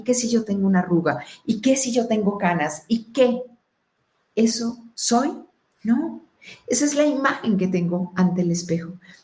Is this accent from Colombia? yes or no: yes; Colombia; born there; No. ¿Mi verdad es que yo nací en Colombia? No. ¿Mi verdad es que soy mujer? No.